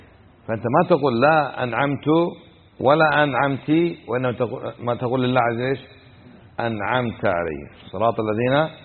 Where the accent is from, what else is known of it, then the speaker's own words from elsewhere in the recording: Kuwait; كان عندنا في الكويت